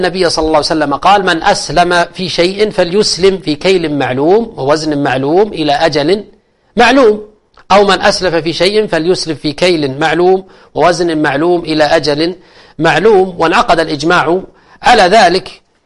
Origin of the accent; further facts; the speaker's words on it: Al-Qassim, Saudi Arabia; السلف كان يسمى عندنا الكتاب أو الستاب في عندنا في القصيم